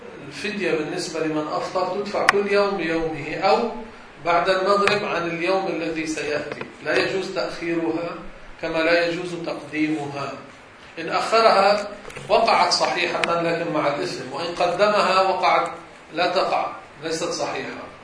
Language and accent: Arabic; Beirut, Beirut Governorate, Lebanon; تعال نطلع على أهل بلدنا بيروت